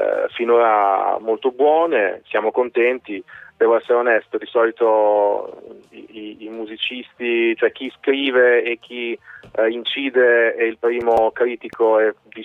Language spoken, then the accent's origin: Italian; Rimini, Emilia-Romagna, Italy; Noi siamo di Rimini.